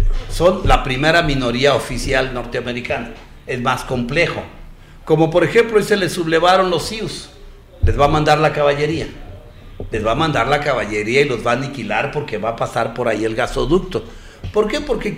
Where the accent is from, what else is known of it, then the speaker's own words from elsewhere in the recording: Mexico; también tenemos que verlo con responsabilidad como mexicanos